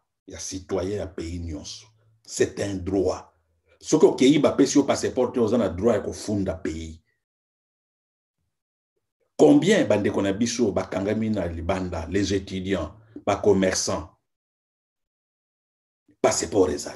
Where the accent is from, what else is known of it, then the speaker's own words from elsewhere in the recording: DR Congo; Bon, moi, je suis Congolais